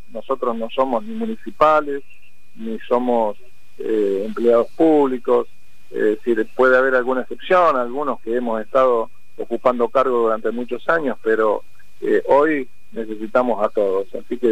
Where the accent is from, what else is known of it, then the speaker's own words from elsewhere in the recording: La Pampa, Argentina; now in Lomas de Zamora, Argentina; Yo vine de la provincia de La Pampa, otros vinieron del norte, del Chaco